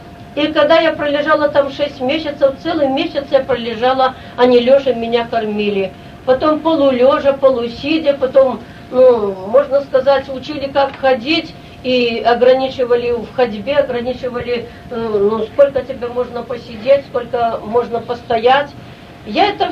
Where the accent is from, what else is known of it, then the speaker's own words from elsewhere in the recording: Belarus; я родом отсюда, с Белоруссии, назад возвратиться домой